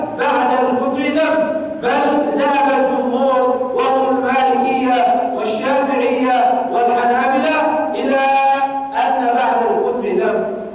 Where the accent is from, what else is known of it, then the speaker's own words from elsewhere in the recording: Bahrain; الرافضة عندنا في البحرين كثر